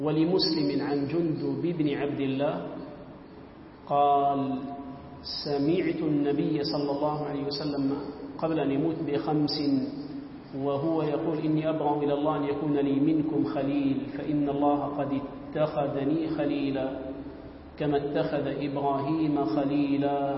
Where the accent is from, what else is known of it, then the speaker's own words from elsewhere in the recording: Gaza, Gaza Strip, Palestine; عندنا في غزة، في الأحياء القديمة لغزة، في المساجد الشيخ خالد، الشيخ زكريا، السيد هاشم، مساجد الشجاعية القريبة منا